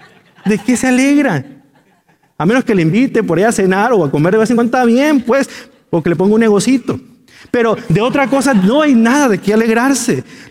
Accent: Mexico; Si yo le digo cualquier capital, México, pues somos mexicanos.

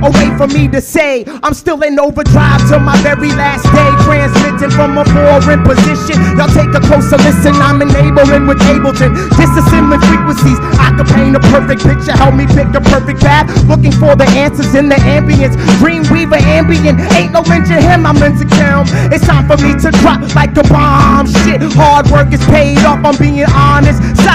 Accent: Fredericksburg, Virginia, United States; Once again … from Fredericksburg, Virginia.

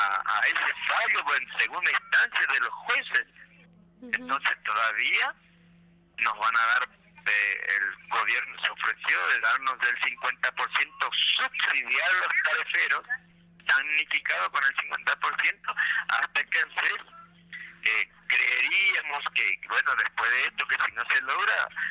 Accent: Misiones, Argentina; porque somos argentinos. Somos misioneros, pero somos argentinos

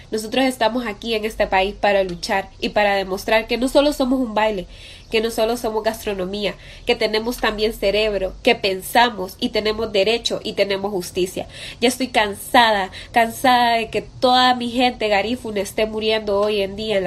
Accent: Honduras; Soy hondureña y soy garífuna

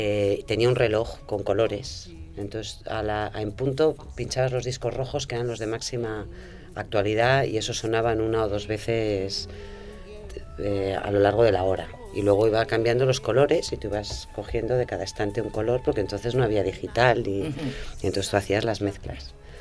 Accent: Madrid, Community of Madrid, Spain; Fíjate que yo soy madrileña

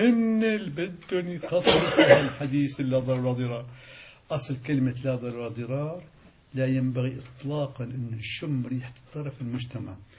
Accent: Syria; هذا مثل عندنا في الشام اسمه 10 بلدي

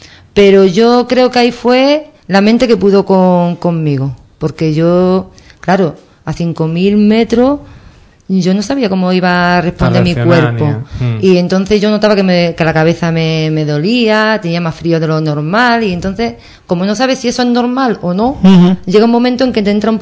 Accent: Ubrique, Andalusia, Spain; now in Cádiz, Spain; vivo en Cádiz, yo nunca, cuando voy por ahí, me preguntan dónde eres. Siempre digo, soy de Ubrique. O sea, que es que yo no puedo perder ni quiero mis raíces, porque yo me siento muy orgullosa de ser ubriqueña

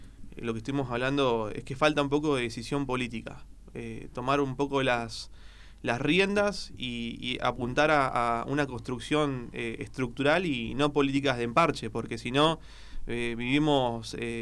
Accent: Pilar, Buenos Aires Province, Argentina; yo soy de Pilar, represento una de las cámaras de comercio del distrito. Vengo de familia comerciante de toda la vida. Me crié entre las góndolas.

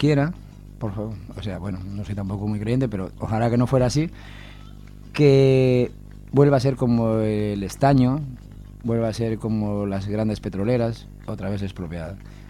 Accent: Bolivia; No, lo que queréis hacer es invertir en mi país, pero para llevarlo vosotros.

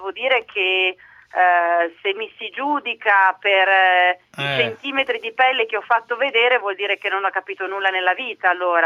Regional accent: Emilia-Romagna, Italy; io da buona romagnola servo ogni tanto il tortellino in brodo a mio marito a tavola

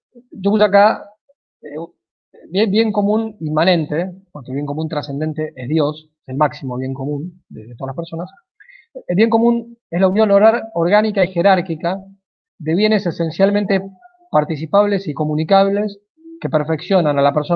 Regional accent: Argentina; pero somos argentinos y en cuanto tal somos distintos a los norteamericanos

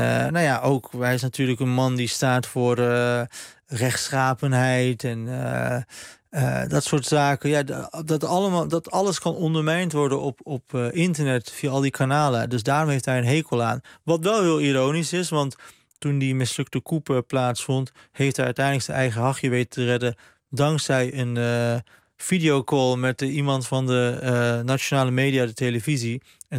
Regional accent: Turkey; ik ben zelf een Turk

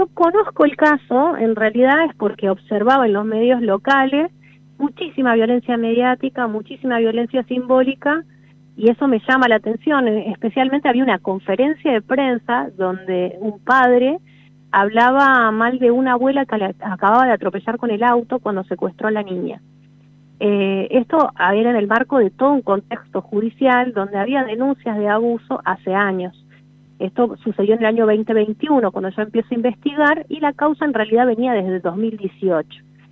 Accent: La Rioja, Argentina; Sí, soy de La Rioja, escribo para un medio nacional

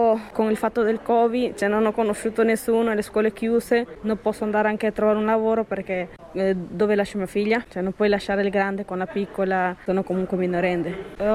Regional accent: Bolivia; Italian is a second language; now in Italy

